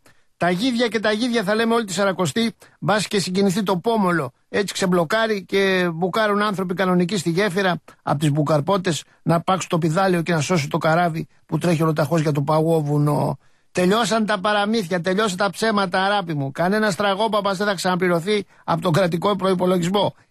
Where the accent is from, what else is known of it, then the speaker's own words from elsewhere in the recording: Cholargos, Attica, Greece; Δεν μπορούμε, είμαστε από άλλη χώρα. Εγώ είμαι από το Χολαργό.